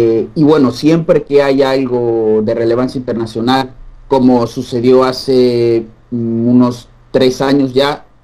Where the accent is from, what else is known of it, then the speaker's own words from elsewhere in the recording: Querétaro, Mexico; now in Chongqing, China; soy de Querétaro, una provincia muy cerca de la Ciudad de México. Actualmente me encuentro en una ciudad que se llama Chongqing. Está a unas, digamos, unas 5 horas en camión del Tíbet. Está en el occidente de China